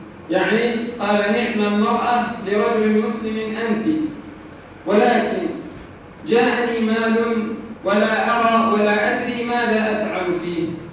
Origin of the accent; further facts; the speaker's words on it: Upper Egypt, Egypt; موضوع خاص في بلادنا الصعيد